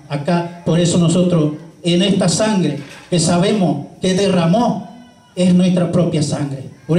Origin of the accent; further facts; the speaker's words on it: Argentina; Y nos podemos avergonzar de decir que somos argentinos. Somos argentinos, porque no somos extranjeros.